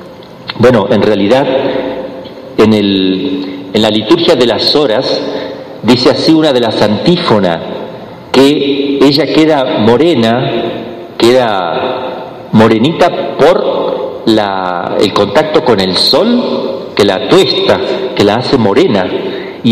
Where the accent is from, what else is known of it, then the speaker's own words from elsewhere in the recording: Mexico; Yo digo nos representaba, yo también soy mexicano.